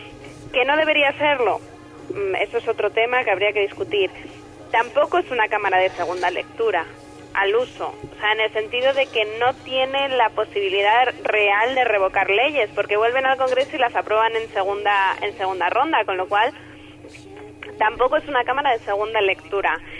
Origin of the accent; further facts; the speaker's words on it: Salamanca, Castile and León, Spain; yo como salmantina